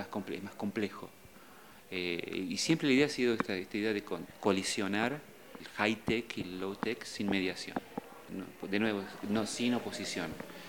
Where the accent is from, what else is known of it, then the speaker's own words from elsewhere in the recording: Argentina; now in United States; soy argentino, pero vivo en los Estados Unidos, donde soy profesor de arquitectura y estoy afiliado a una escuela también de arte electrónico. Hace unos 10 años que vivo en Estados Unidos